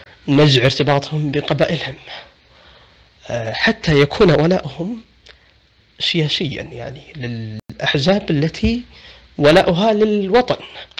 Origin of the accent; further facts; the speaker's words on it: Saudi Arabia; عندنا في السعودية وسائل التواصل مفتوحة